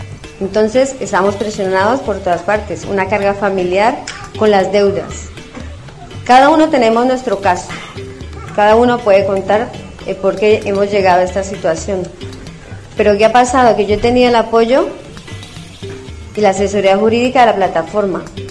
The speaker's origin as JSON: {"language": "Spanish", "country": "Colombia", "moved": "as an adult", "lives_now": "Spain", "said": "en nuestros países, bueno, yo soy de Colombia"}